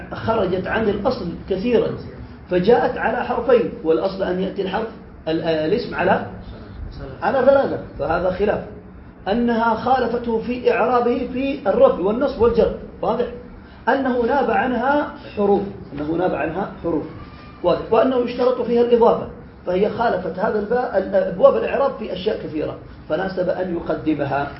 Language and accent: Arabic; Yemen; وما زال عندنا في اليمن يستخدمون